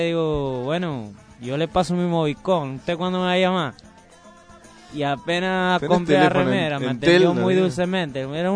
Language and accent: Spanish; Puerto Rico; Y una chica me dice, oye, tú eres cubano. Digo, no, yo soy puertorriqueño.